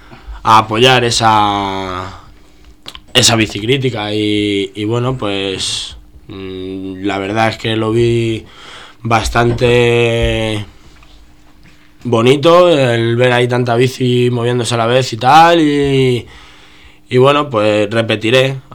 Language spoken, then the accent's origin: Spanish; Getafe, Community of Madrid, Spain; Yo soy de Getafe y con amigos de allí